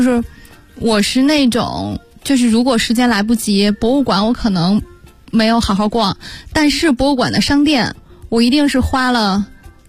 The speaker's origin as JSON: {"language": "Chinese", "country": "Belgium", "tie": "born or raised there", "said": "我们讲比利时的时候说过啊，那是我的老家。"}